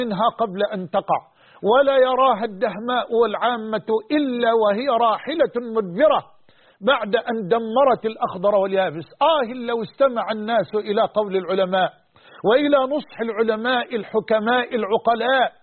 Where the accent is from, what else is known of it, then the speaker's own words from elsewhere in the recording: Egypt; وأن يحفظ بلدنا مصر